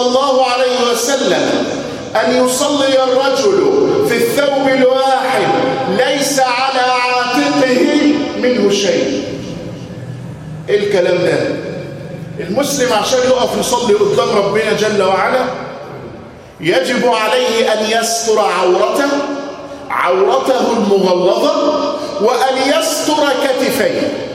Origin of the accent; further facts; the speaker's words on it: Egypt; ذاك الخمار المعهود في بلادنا مصر